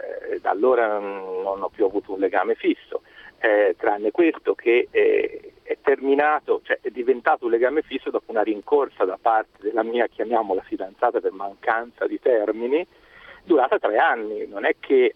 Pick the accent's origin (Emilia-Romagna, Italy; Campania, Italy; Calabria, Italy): Emilia-Romagna, Italy; now in Florence, Italy; siamo tutti e due italiani, siamo di Firenze, della stessa città, lei è nata qui, io sono emiliano, ma trasferito qui da 35 anni.